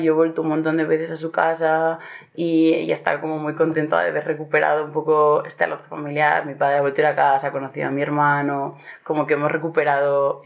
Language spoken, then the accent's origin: Spanish; Astillero, Cantabria, Spain; Yo he nacido y crecido en Astillero, pero soy la primera generación de mi familia que nace ahí. Y cuando acabé de bachiller me fui a la Universidad de Bilbao